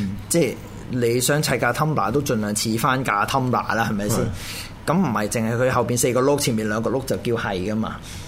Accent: Hong Kong; 咁都為我哋香港人即係 show 俾人哋睇啊！原來我哋嘅城市係點？

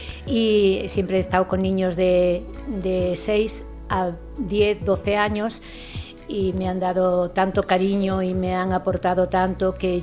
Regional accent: Galicia, Spain; now in Gelves, Spain; yo soy una gallega plantada aquí en Gelves hace pocos años

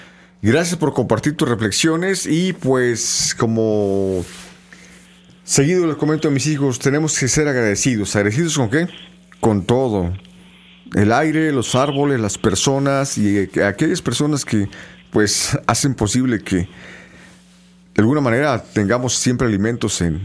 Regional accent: Mexico; Yo creo que tendríamos como mexicanos que reflexionar

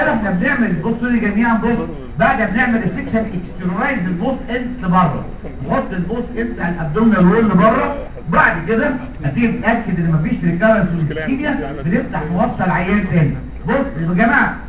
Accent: Egypt; طبعا عندنا في مصر

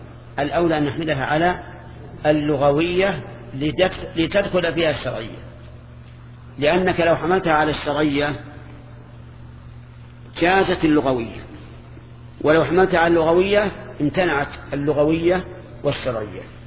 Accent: Najd, Saudi Arabia; أما عندنا في نجد فالشات هي الأنثى من الظأن

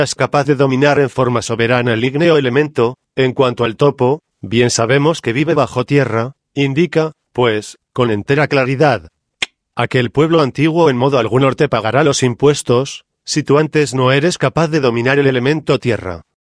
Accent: Mexico; yo no soy yucateco, yo soy un humilde habitante de Cotija, Michoacán. Pero no debemos desconocer que en la tierra yucateca tenemos nosotros, los mexicanos, muchas tradiciones.

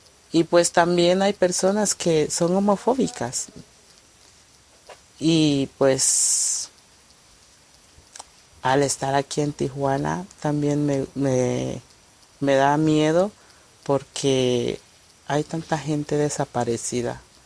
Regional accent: Guatemala; Soy de Guatemala. Tengo 26 años de edad.

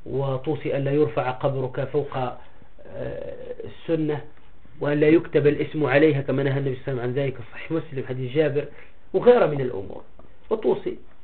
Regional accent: Tunisia; من القصص عندنا في تونس مؤخرا

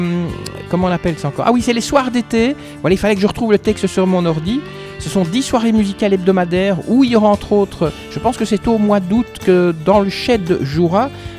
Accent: Belgium; Parce que je suis belge, j'ai donc expliqué pourquoi je travaillais là.

